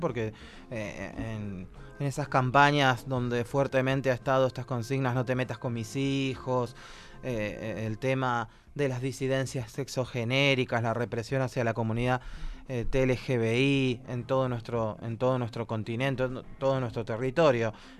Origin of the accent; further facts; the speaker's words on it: La Matanza, Buenos Aires Province, Argentina; yo que soy de La Matanza y vivo precisamente cerca de la Richeri y de la autopista